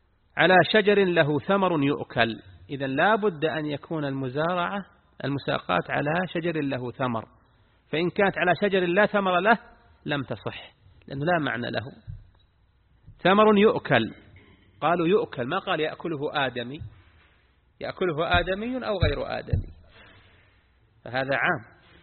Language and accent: Arabic; Al-Qassim, Saudi Arabia; هذا وجد عندنا، نعم عندنا في القصيم وجد من يقضبون الملك بالربع ثلاثة أرباع